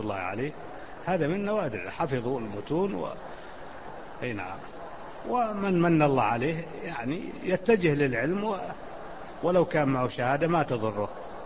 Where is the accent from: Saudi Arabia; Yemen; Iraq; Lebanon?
Saudi Arabia; Najd; فيقولون هذا طويق، جبل عندنا في نجد